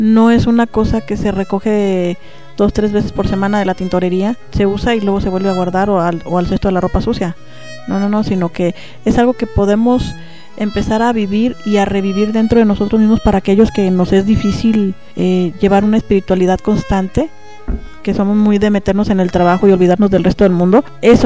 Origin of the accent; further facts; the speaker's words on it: Guadalajara, Jalisco, Mexico; también soy de Guadalajara, también soy pagana y me gusta la comida china.